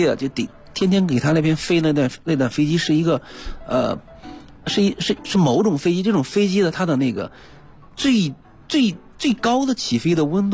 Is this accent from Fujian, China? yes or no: no; Shaanxi, China; 去年我老家陕西